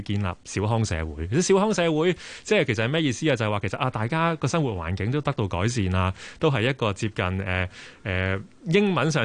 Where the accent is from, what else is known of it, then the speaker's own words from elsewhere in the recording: Hong Kong; 咁其實我哋作為香港人啦